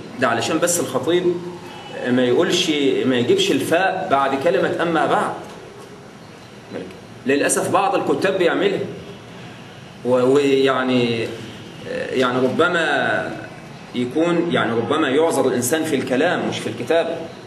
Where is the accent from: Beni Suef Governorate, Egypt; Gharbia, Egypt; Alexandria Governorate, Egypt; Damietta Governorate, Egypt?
Damietta Governorate, Egypt; Damietta; كان في عندنا في دمياط مقرأة كل ليلة ثلاثاء